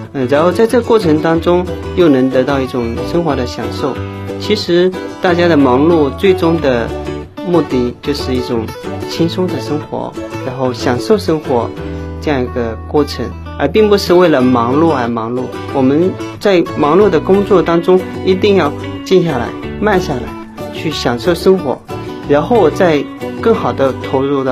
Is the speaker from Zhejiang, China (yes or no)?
yes; Zhejiang, China; 因为我就出生在茶的产地浙江，自小就是跟茶为伴。